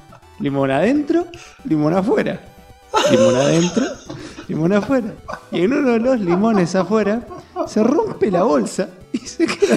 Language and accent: Spanish; Tucumán, Argentina; yo soy tucumano, boludo